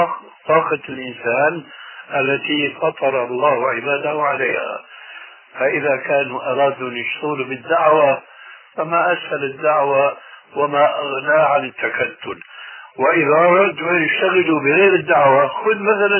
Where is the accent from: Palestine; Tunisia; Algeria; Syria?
Syria; يقولوا عندنا في سوريا عزيز بدون قيام